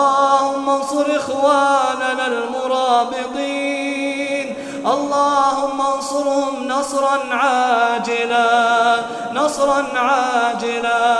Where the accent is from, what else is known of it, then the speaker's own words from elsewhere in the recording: United Arab Emirates; اللهم احفظ بلادنا الإمارات من شر الأشرار وكيد الفجار.